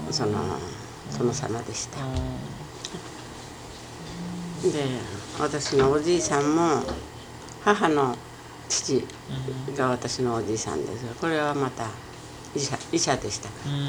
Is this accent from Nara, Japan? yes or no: no; Nagasaki, Japan; now in United States; 私は長崎です。